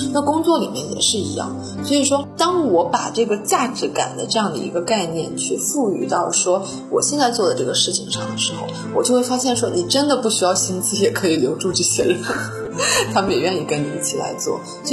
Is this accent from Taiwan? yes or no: no; Northeast China, China; also born or lived in United States; 美国人啊，他是跟我们中国的东北人，我老家的家乡人非常的相近，是非常热情好客的